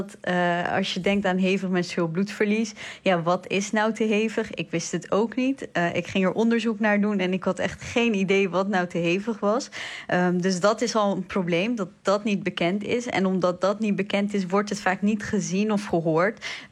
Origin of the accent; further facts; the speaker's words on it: Iraq; now in Netherlands; Ja, inderdaad, ik kom uit Irak.